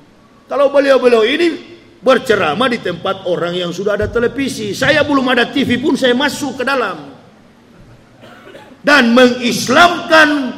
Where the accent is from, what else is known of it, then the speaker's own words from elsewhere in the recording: Manado, North Sulawesi, Indonesia; Bahkan Manado, kampung halaman saya, kebanyakan muslim sekarang.